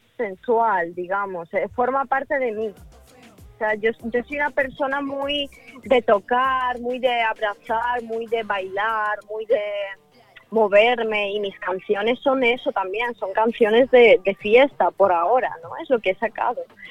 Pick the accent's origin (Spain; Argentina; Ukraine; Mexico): Ukraine; Yo, de hecho, tengo tatuado en la mano que soy de Ucrania. O sea, para mí, mi país, mi tierra es... No sé, yo formo parte de eso. Son mis raíces